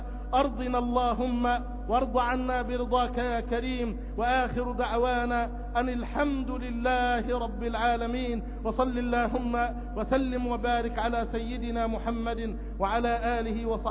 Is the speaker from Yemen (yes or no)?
no; Egypt; اللهم احفظ بلدنا مصر بحفظك